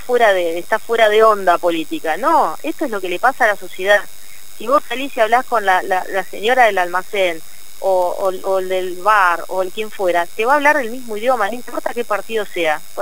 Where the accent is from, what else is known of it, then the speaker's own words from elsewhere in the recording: Argentina; Y no quiero irme de mi país. Yo soy orgullosa de Argentina.